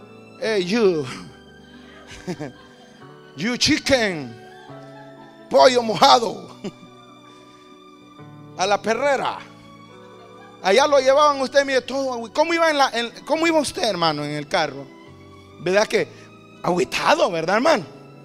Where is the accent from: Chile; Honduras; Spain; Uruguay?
Honduras; Bueno, los que venimos de Honduras y Centroamérica.